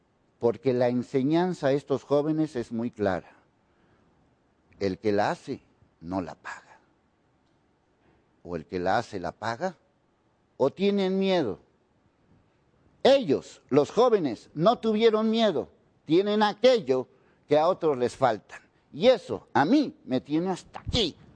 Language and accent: Spanish; Mexico; Estoy exigiendo como ciudadano, como mexicano